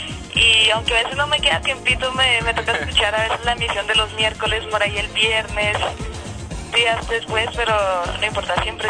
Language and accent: Spanish; Bogotá, Colombia; yo soy aquí de Bogotá, nací en Bogotá, aunque tengo sangre española, mi papá es español